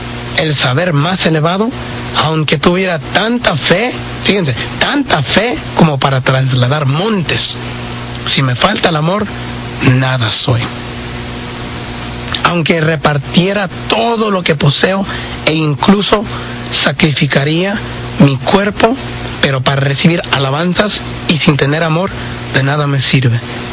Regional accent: Orosi, California, United States; somos del pueblecito de Orosi

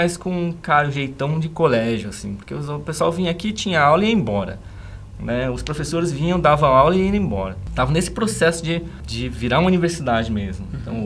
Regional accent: São Paulo, Brazil; now in Sorocaba, Brazil; Eu, como paulistano, né, pessoa que nasceu lá em São Paulo, nunca gostei da cidade de São Paulo.

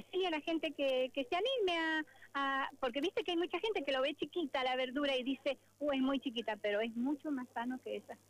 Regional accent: La Consulta, Mendoza, Argentina; Nosotros venimos desde San Carlos, del distrito de La Consulta. Somos unos productores y otros son de otros distritos, pero todos somos del departamento de San Carlos.

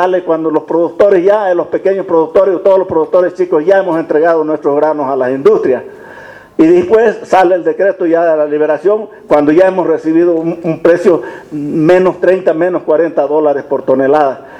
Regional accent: Vallegrande, Santa Cruz, Bolivia; Yo soy de Valle Grande.

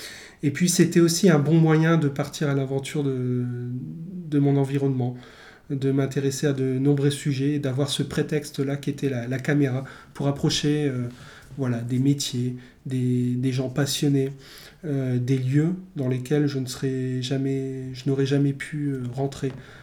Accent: Douai, Hauts-de-France, France; also born or lived in Amiens; Je suis né en Nord-Pas-de-Calais, Picardie, et plus précisément à Douai. Donc j'ai bien connu toute cette nature que j'adorais dans le nord.

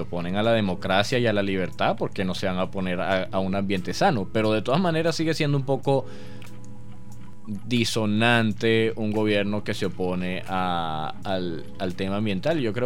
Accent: Venezuela; yo soy un chamo venezolano de los 90 principalmente

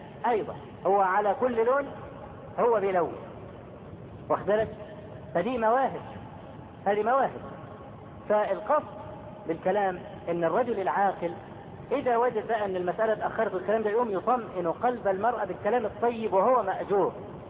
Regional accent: Egypt; وإحنا كمصريين أسد

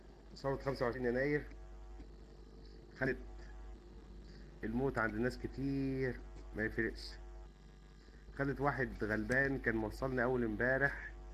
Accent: Syria; انا سوري ما بعرفش اتكلم كويس

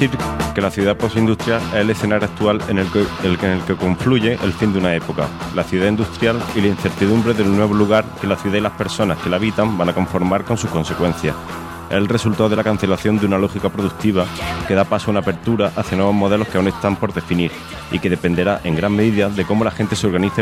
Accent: Bailén, Andalusia, Spain; also born or lived in Barcelona; un trabajo fotográfico que realicé sobre Bailén, mi ciudad natal, en torno al tema de la crisis. Después pasé un tiempo en Barcelona de 2009 a 2014

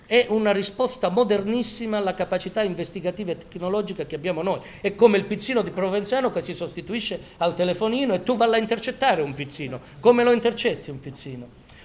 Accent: Calabria, Italy; sono calabrese pure

